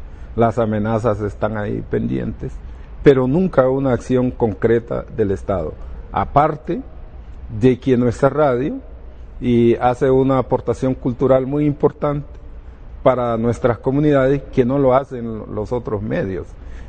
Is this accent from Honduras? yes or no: yes; Honduras; first language Garifuna; Spanish is a second language; Tratamos de manejar en un 60% nuestra lengua materna, que es el garífuna. Es un pueblo con su propia identidad cultural.